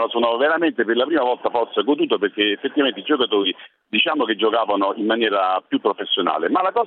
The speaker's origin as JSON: {"language": "Italian", "town": "Naples", "region": "Campania", "country": "Italy", "lives_now": "Rome, Italy", "said": "sono a Roma, però sono napoletano"}